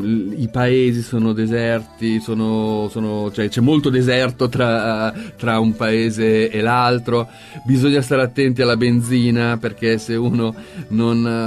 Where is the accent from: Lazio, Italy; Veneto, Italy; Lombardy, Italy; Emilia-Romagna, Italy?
Lombardy, Italy; Milan; Io sono di Milano